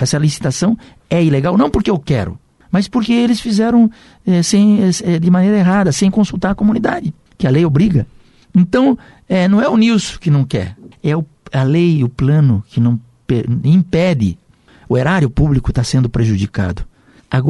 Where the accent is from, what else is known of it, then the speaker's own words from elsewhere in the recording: Rio Grande do Sul, Brazil; born there; eu saí do Rio Grande, nasci do Rio Grande e vim morar na terra das águas grandes, que é o Iguaçu e o Paraná.